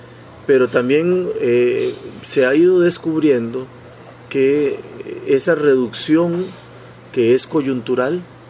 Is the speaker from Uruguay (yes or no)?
no; Costa Rica; moved away; aquí hablo como costarricense, aunque vivo fuera desde hace años